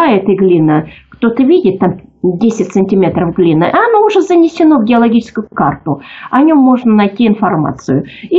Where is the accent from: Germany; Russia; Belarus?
Russia; Bashkortostan; потому что я сама родом из Башкирии.